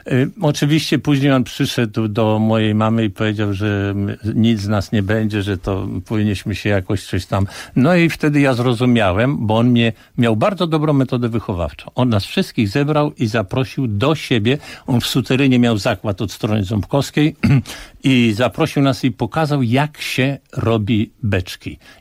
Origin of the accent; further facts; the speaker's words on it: Warsaw, Masovian Voivodeship, Poland; Ja się urodziłem na Pradze warszawskiej. Z jednej strony to było bardzo źle, z drugiej strony bardzo dobrze